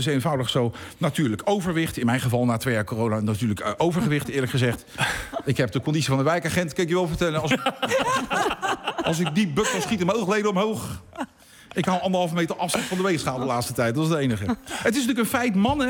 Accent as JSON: {"language": "Dutch", "town": "The Hague", "region": "South Holland", "country": "Netherlands", "said": "En dat is voor mij als Hagenees natuurlijk helemaal verschrikkelijk."}